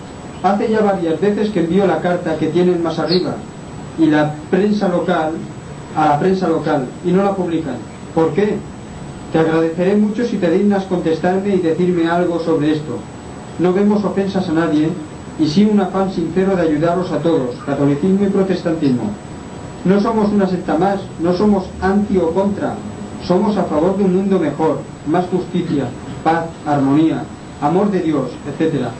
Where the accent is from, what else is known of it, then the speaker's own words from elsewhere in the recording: Inca, Balearic Islands, Spain; born there; now in Palma, Spain; obrero yesero ya jubilado, mallorquín. Nací en Inca, pero hace muchos años que resido en Palma